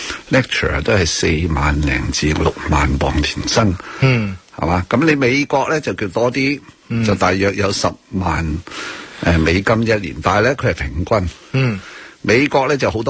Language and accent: Cantonese; Hong Kong; 我真系身为以一个身为香港人啊，香港嘅中国人啊，我要强调啊，真系觉得好骄傲。